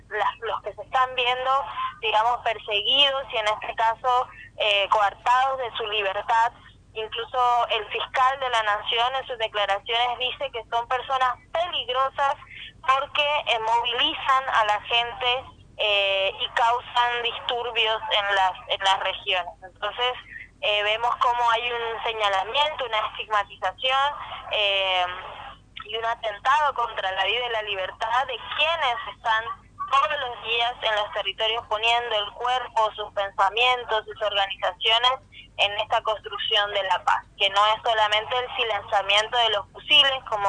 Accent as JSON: {"language": "Spanish", "country": "Colombia", "said": "los derechos que tenemos como colombianos y colombianas de participación política"}